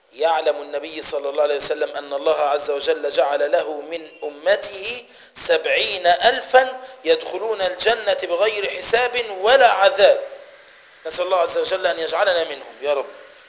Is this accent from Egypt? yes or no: yes; Egypt; ايه رايك احنا كمصريين عامه وكفلاحين